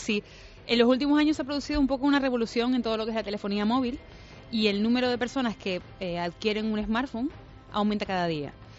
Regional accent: Spain; los españoles somos los europeos que más música escuchamos a través del móvil.

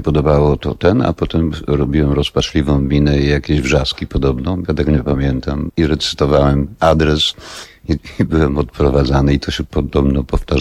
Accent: Wrocław, Lower Silesian Voivodeship, Poland; born there; ja urodziłem się we Wrocławiu, kiedy się urodziłem, rodzice mieszkali na Placu Solnym we Wrocławiu, czyli to jest taki drugi ryneczek, Rynesio.

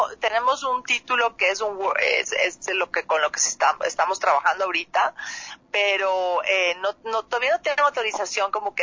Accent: Ecuador; pero somos varios actores de Ecuador. Está Roberto Manrique, Diego Miñone y yo de Ecuador

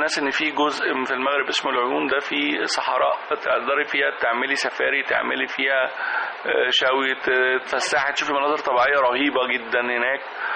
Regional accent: Egypt; كمصريين كمان بنحب نرغي كتير

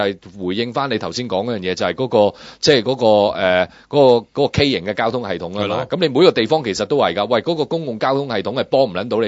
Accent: Hong Kong; 我哋香港人叫做白牌車啦

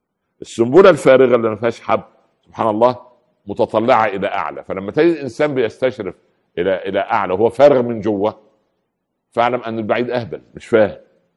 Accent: Upper Egypt, Egypt; يعني مثل عمي عندنا في الصعيد يقولوا ايه

